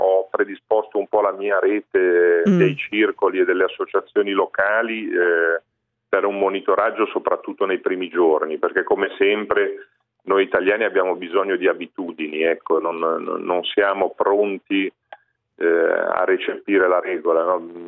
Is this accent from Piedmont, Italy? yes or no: no; Genoa, Liguria, Italy; Ad esempio, io vengo da Genova